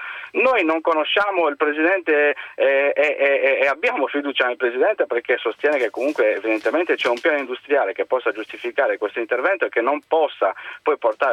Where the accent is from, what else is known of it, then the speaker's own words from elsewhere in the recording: Sardinia, Italy; ce lo auguriamo come sardi